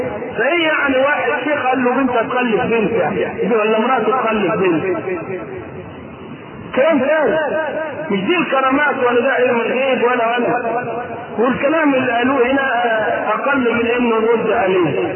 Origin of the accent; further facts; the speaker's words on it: Egypt; ولذلك ما عندنا في مصر لا تجئ في بقية دول العالم إلا من انتقل من عندنا إلى غيرنا